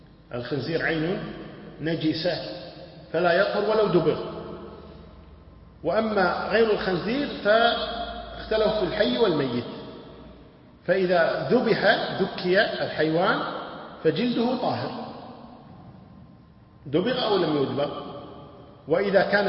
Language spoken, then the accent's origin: Arabic; Buraydah, Al-Qassim, Saudi Arabia; يعني حنا الحين حنابلة وكذا خشيط، ويحسن أنه حنا من بريدة.